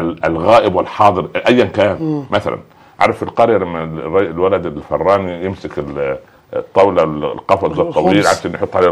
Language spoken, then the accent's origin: Arabic; Cairo, Cairo Governorate, Egypt; لانها كانت مضطره عندنا في القاهره